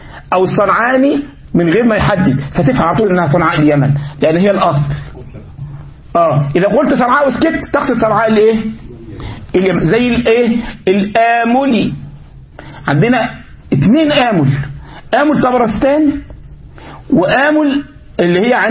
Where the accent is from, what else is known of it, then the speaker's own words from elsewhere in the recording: Egypt; لكن عندنا في مصر يقولك ايه القاهرة الكبرى